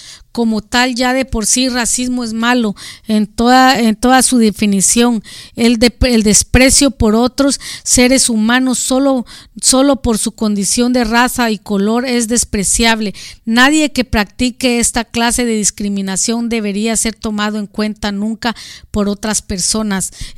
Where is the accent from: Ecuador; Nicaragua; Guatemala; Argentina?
Guatemala; now in United States; en mi país la mayoría de gente homosexual, gays, transgénero se vienen huyendo del racismo de allá hacia su gente en Guatemala.